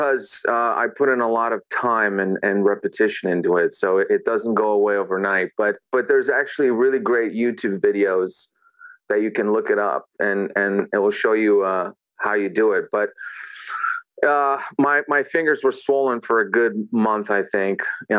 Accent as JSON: {"language": "English", "country": "Romania", "tie": "born or raised there", "also_born_or_lived": "Vienna, Austria", "said": "especially just growing up in Europe and in Romania and then in Vienna, Austria."}